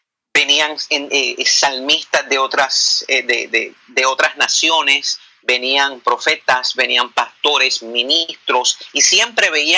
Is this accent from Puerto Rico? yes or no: yes; Bayamón, Puerto Rico; yo soy un muchacho humilde, nacido en Bayamón, Puerto Rico.